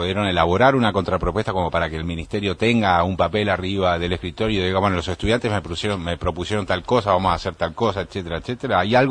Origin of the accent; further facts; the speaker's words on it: Rosario, Santa Fe, Argentina; yo soy rosarino, ¿viste?